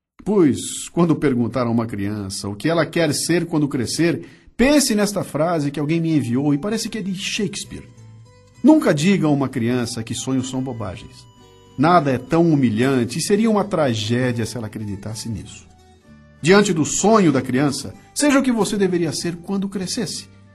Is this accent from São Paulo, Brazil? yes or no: yes; Bauru, São Paulo, Brazil; now in São Paulo, Brazil; Eu nasci em Bauru e vim pra Capitar com 19 anos pra estudar.